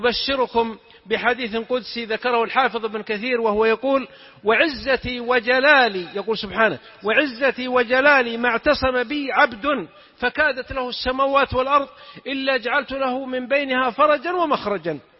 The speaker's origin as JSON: {"language": "Arabic", "region": "south", "country": "Saudi Arabia", "said": "نكتة عندنا من السعودية من الجنوب، واحد من جماعتنا من قبيلتنا طبعا اختلف مع أهل قريتي، تعرفون المجتمع القبلي كثير الخلاف كثير الشقاق"}